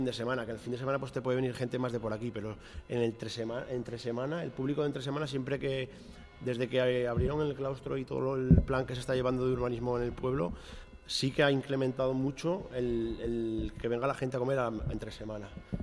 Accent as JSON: {"language": "Spanish", "town": "Fitero", "region": "Navarre", "country": "Spain", "tie": "born or raised there", "said": "Yo era lo que quería desde que empecé a ser cocinero, abrir un restaurante en mi pueblo."}